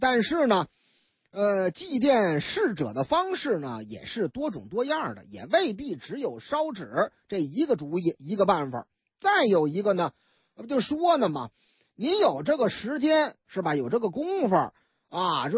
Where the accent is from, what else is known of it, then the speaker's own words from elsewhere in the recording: Beijing, China; 我老家也那样哈。那个说你老家哪儿啊，啊，劲松双井这就这俩溜呗